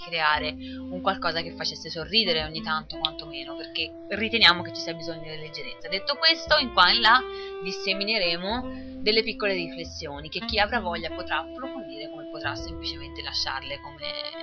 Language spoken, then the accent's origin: Italian; Tuscany, Italy; in quanto toscani non possiamo che essere burloni